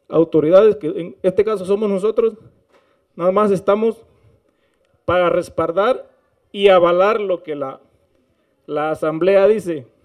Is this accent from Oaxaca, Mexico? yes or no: yes; Paso de la Reina, Oaxaca, Mexico; somos de Paso de la Reina.